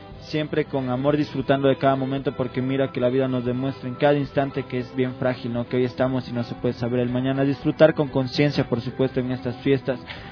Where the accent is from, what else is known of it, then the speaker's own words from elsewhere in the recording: Quito, Pichincha, Ecuador; accent: Quito; Igual en nuestro dialecto nos gusta usar, ¿no? Bastante el hablado quiteño, esa sal quiteña que tenemos acá.